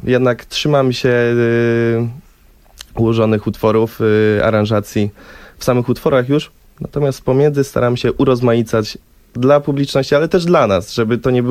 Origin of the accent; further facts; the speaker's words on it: Wrocław, Lower Silesian Voivodeship, Poland; Proszę, z Wrocławia, jesteśmy z Wrocławia.